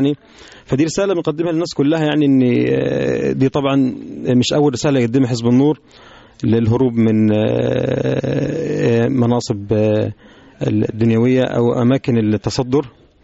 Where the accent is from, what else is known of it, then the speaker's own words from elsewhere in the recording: Upper Egypt, Egypt; بيبقى الجو عندنا في الصعيد خصوصا